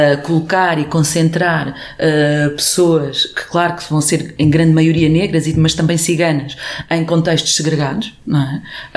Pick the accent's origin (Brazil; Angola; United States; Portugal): Portugal; born there; Bem, eu nasci em Portugal